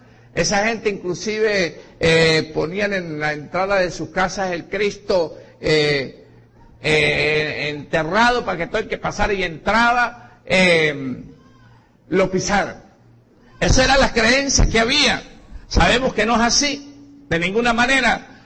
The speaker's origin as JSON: {"language": "Spanish", "town": "Boconó", "region": "Trujillo", "country": "Venezuela", "lives_now": "Caracas, Venezuela", "said": "yo soy de Boconó, Estado Trujillo, llegué a Caracas en el año 76, no, perdón, en el año 76 fue que tuve el accidente. Llegué a Caracas en el año 70, pero aproximadamente, en el año 70. Y bueno, venía de una religión bastante diferente"}